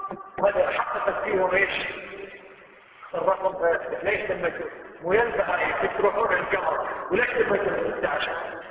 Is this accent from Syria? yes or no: no; Kuwait; شوف أي مستشفى عندنا في الكويت